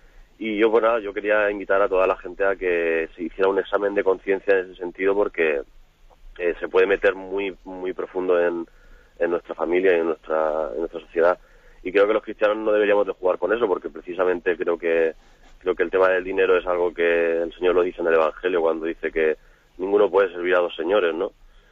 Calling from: Alicante, Valencian Community, Spain; de Alicante.

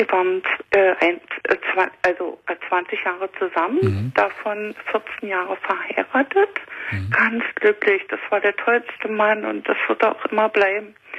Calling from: Guben, Brandenburg, Germany; In Guben. Hier an der Neiße in Guben.

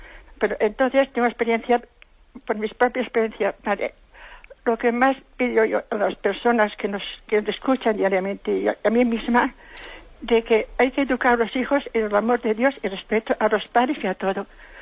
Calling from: Valencia, Spain; de Valencia.

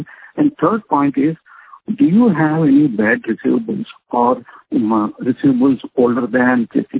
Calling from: Hyderabad, Telangana, India; I'm calling from Hyderabad.

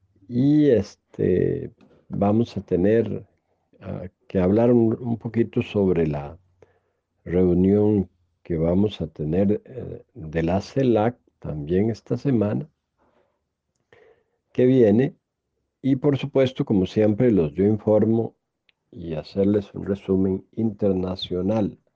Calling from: Curridabat, San José, Costa Rica; Yo soy secretario general de ANATRANS desde Curriabat, San José, Costa Rica.

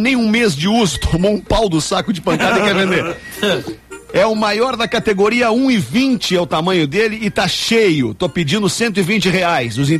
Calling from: Santa Maria, Rio Grande do Sul, Brazil; sou de Santa Maria

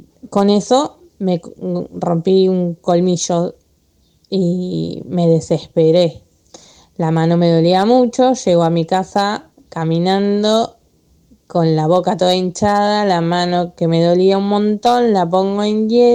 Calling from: Lanús, Buenos Aires Province, Argentina; de Lanús.

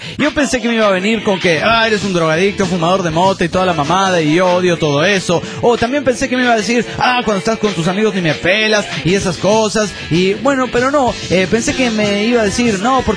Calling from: Mexico City, Mexico; del DF mexicano.

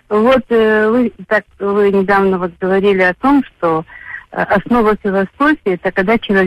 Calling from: Odesa Oblast, Ukraine; Одесская область.

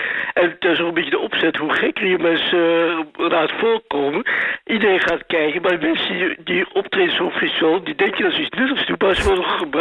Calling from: Amsterdam, North Holland, Netherlands; uit Amsterdam.

